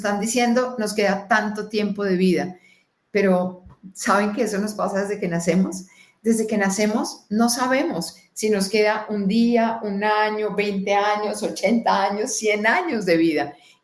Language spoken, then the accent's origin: Spanish; Colombia; born there; No. ¿Mi verdad es que yo nací en Colombia? No. ¿Mi verdad es que soy mujer? No.